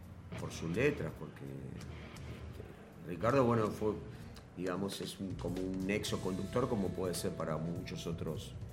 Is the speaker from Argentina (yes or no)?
yes; Huanguelén, Buenos Aires Province, Argentina; Huangelem, somos de Huangelem nosotros.